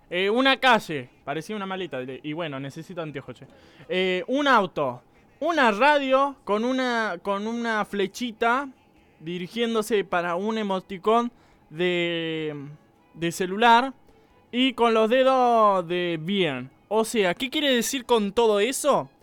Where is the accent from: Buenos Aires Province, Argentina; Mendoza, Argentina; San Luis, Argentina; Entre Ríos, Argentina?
Buenos Aires Province, Argentina; Mercedes; Soy bruto, soy de acá de Mercedes.